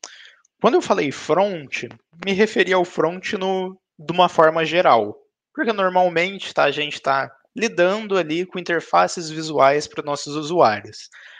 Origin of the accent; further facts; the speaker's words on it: Londrina, Paraná, Brazil; eu tenho 26 anos, sou de Londrina, aqui no interior do Paraná.